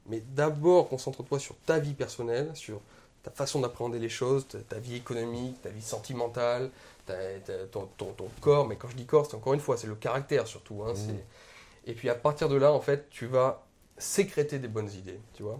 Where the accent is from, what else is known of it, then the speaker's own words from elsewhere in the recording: Auvergne-Rhône-Alpes, France; moi je suis un petit Français qui vient de la campagne, je viens d'Ardèche, toute petite ville. J'ai voyagé dans toute la France